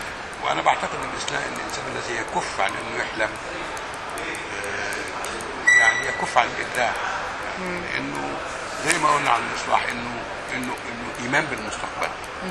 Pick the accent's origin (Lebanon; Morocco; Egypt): Egypt; انا نشات في مناخ في الريف المصري كان مناخ متسامح جدا.